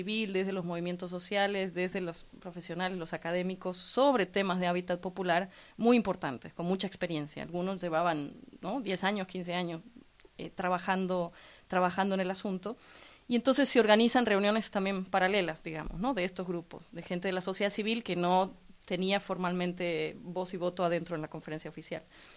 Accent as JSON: {"language": "Spanish", "town": "La Plata", "region": "Buenos Aires Province", "country": "Argentina", "moved": "yes", "lives_now": "Mexico", "said": "notar un acento raro un poco mezclado, no es que me estoy tratando de hacer la argentina, es que soy argentina platense, pero llevo muchos años viviendo en México"}